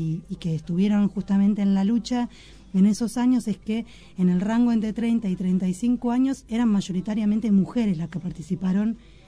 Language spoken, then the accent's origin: Spanish; Argentina; con nuestra propia historia como argentinas